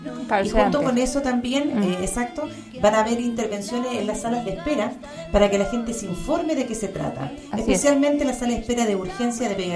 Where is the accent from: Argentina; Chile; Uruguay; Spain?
Chile; Machalí, O'Higgins; principalmente yo soy de Machalí